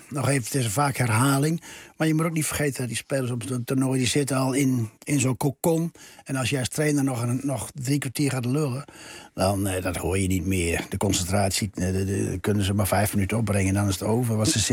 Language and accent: Dutch; Netherlands; En ik kwam uit de Nederlandse cultuur.